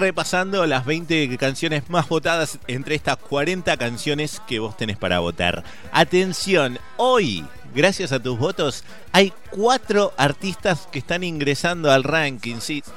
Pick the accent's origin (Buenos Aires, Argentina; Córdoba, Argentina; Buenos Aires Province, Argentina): Córdoba, Argentina; Soy cordobés.